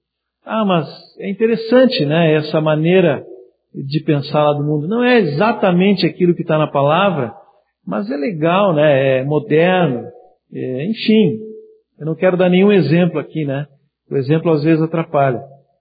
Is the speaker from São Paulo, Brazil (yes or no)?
no; Santana do Livramento, Rio Grande do Sul, Brazil; Eu vim de Santana do Livramento.